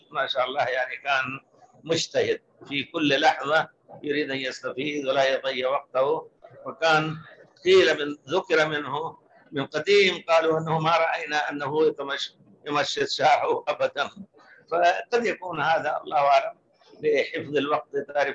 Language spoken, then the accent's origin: Arabic; India; now in Medina, Saudi Arabia; وأنا جيت قبله من الهند قبله بكثير